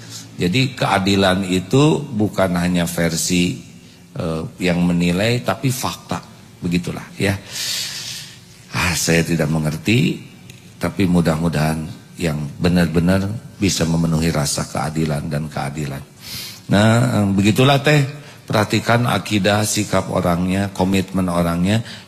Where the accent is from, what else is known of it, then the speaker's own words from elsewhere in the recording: West Java, Indonesia; Satu, kalau saya ya, saya orang Jawa Barat nih.